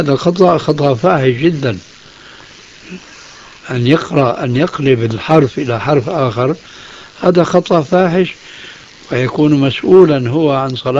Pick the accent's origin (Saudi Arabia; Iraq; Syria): Syria; وهكذا عندنا في سوريا أيضا يقولون الذال لزينة.